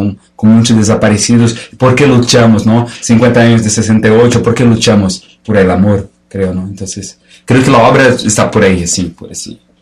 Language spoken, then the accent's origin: Spanish; Florianópolis, Santa Catarina, Brazil; Spanish is a second language; de Brasil, de Florianópolis, que es una isla que está al sur de Brasil.